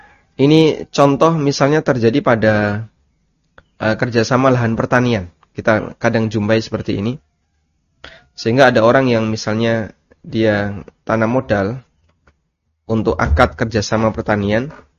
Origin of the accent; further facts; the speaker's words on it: Lamongan, East Java, Indonesia; Ada transaksi yang ini saya jumpai di kampung saya ya, di daerah Lamongan.